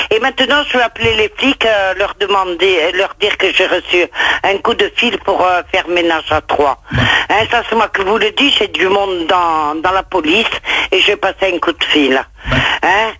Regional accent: Corsica, France; Chez nous en Corse, on n'en fait pas de ménage à trois.

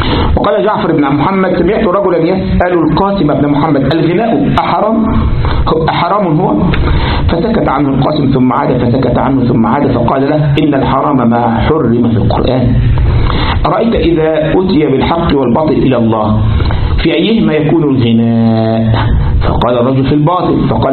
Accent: Egypt; وبعدين احنا عندنا في مصر ممكن ايه واحد يركب يستاجر التاكس

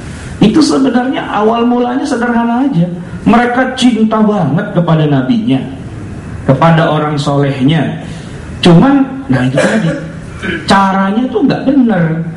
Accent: Jakarta, Indonesia; kita orang Betawi itu yang namanya jeroan, ya, itu jadi soto Betawi, ya kan?

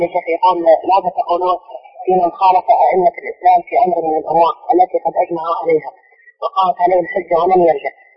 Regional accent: Hadhramaut, Yemen; عندنا في حضرموت

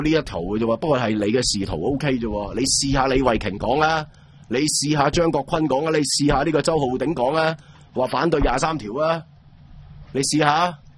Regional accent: Hong Kong; 我哋香港人，你咪最多睇下半年咩环境咯

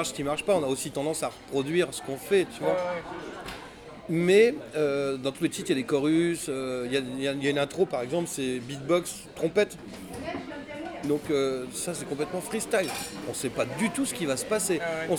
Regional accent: Levallois-Perret, Île-de-France, France; born there; Je suis né à Levallois-Perret.

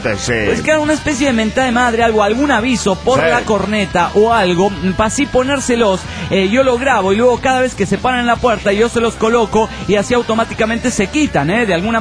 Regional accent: Rivera, Uruguay; Hola, ¿cómo están? … de Rivera, Uruguay.

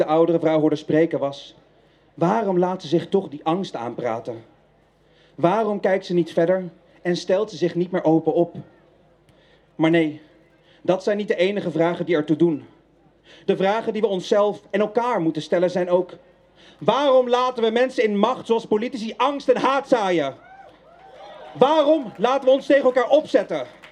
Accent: Netherlands; Is Nederland ook niet iets wat wij, als mensen, als Nederlanders, zelf hebben bedacht?

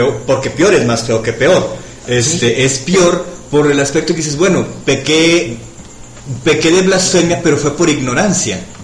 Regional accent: Mexico; yo creo que en mi sangre difícilmente hay sangre autóctona de este país, desgraciadamente, pero soy mexicano.

